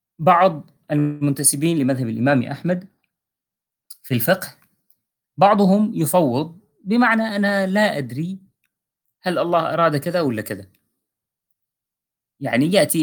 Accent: Syria; حتى مثلا نحن عندنا بسوريا

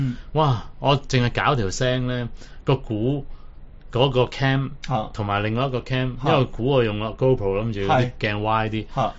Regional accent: Hong Kong; 即係呢十年，我哋香港人咧，即係衰過三等公民。

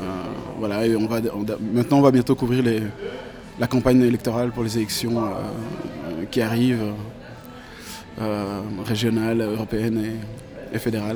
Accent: Brussels, Belgium; et y compris chez nous à Bruxelles, où d'ailleurs la dernière fois qu'il est venu, le maire de la ville

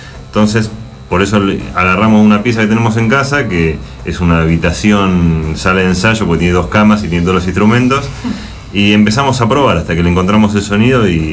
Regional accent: Buenos Aires, Argentina; Desde Capital vinimos de Caballito.

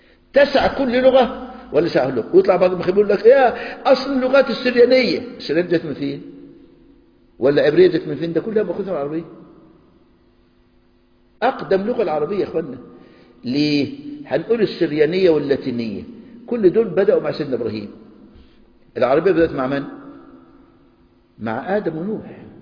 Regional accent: Egypt; يعني تعلموا الفول عندنا في مصر يطلع يقول لك احنا اللي اخترعنا الفول والطعمية

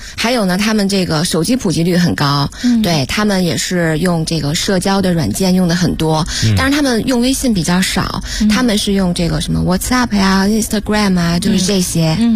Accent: China

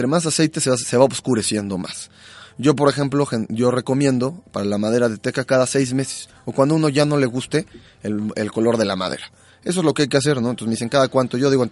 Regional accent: Mexico; a nuestro punto de vista como mexicano, porque en México nos gusta la madera como limpia

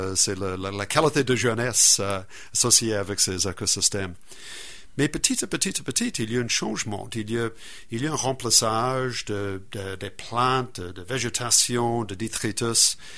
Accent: New Zealand; French is a second language; Moi, je viens de la Nouvelle-Zélande et c'est là que, surtout l'île du Nord, il y a dans les cratères des volcans

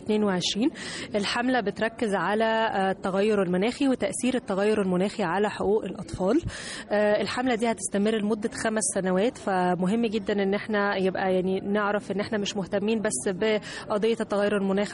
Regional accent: Egypt; مش بس احنا يعني كمصريين بس

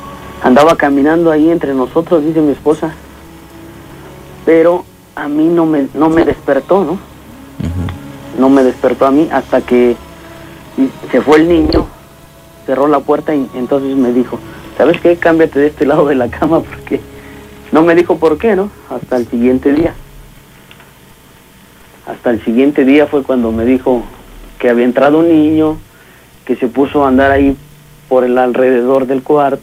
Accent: Veracruz, Mexico; Y te digo que somos originarios de Veracruz, ¿no?

